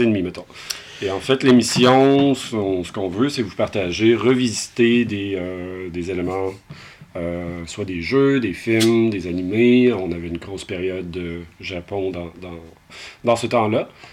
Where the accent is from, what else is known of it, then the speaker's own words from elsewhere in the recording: Lévis, Quebec, Canada; parce qu'on vient de Lévis, en face de Québec.